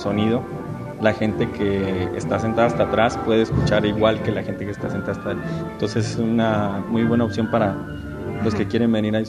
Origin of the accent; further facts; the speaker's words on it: Chihuahua, Mexico; soy tenor, soy del estado de Chihuahua